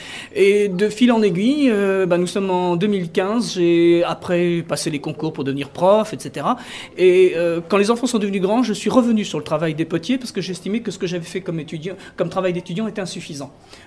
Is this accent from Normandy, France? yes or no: yes; Normandy, France; je suis prof d'histoire-géo au lycée Alain, à Alençon, dans le sud de la Normandie, aux limites de la Sarthe. Et évidemment, je suis originaire de la Manche